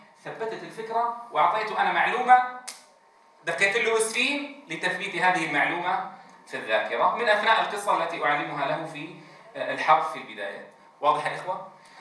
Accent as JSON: {"language": "Arabic", "country": "Syria", "said": "في لهجتنا مثلا نحن نقول همزة همزة، أو همزي كما في بعض مناطقنا في سوريا"}